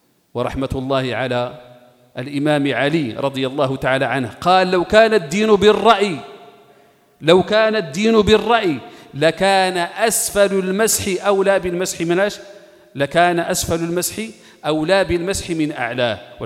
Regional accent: Morocco; والعلقة معروفة عندنا احنا المغاربة باش تنقولها

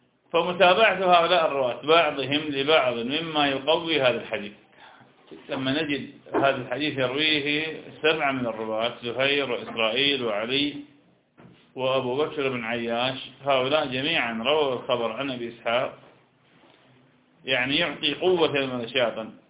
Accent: Iraq; نحن لسنا، أنا عراقي وأنت شام، نحن لسنا حجازين

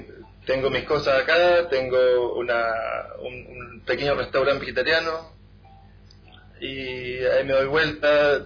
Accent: Chile; moved away as an adult; now in Taiwan; Yo antes era de Chile y, bueno, me gusta mucho mi país

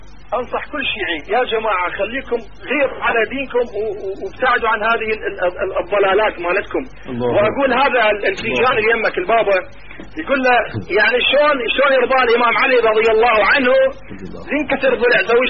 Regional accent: Karbala, Karbala Governorate, Iraq; now in Europe; لا لا أخي أنا أصلي من كربلاء، أخي أنا أتكلم وياك من أوروبا عشان طلعت من العراق.

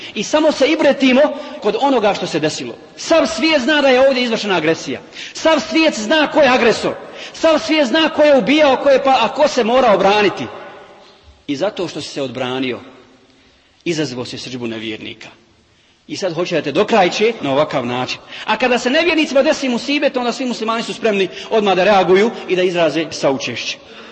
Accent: Bosnia & Herzegovina; kao što je danas situacija kod nas u Bosni

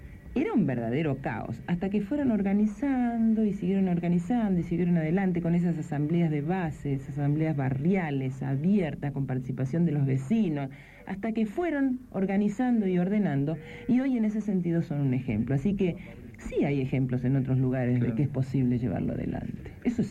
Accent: Buenos Aires, Argentina; also born or lived in Comodoro Rivadavia; Yo, de acá, de Capital.

